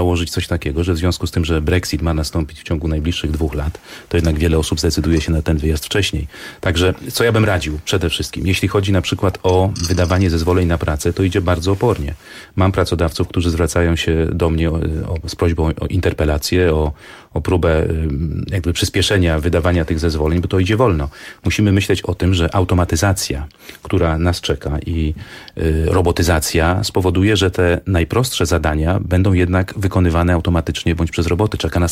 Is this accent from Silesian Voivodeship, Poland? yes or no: no; Lubusz Voivodeship, Poland; W moim regionie, jestem z Lubuskiego